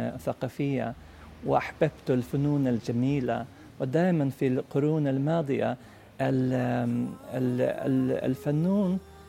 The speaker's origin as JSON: {"language": "Arabic", "region": "Norrland", "country": "Sweden", "tie": "born or raised there", "second_language": "Arabic", "said": "نعم سكنت في شمال السويد وفي الريف عند أبي"}